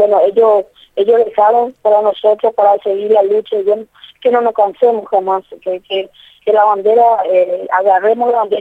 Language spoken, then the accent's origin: Spanish; Paraguay; Nosotros como paraguayos, como campesinos, somos productores de mandioca, maíz, poroto